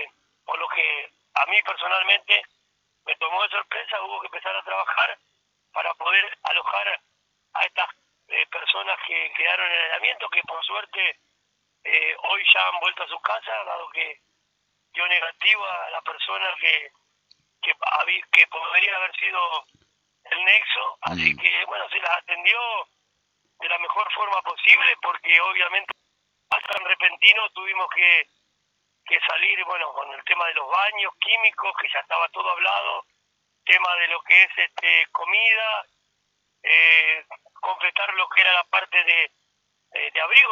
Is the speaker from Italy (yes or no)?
no; Argentina; somos así, los argentinos somos así, nuestra idiosincrasia es así.